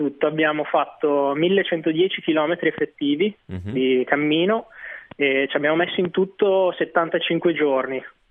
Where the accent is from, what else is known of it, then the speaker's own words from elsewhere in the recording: Reggio Emilia, Emilia-Romagna, Italy; Noi siamo tutti e due di Reggio Emilia.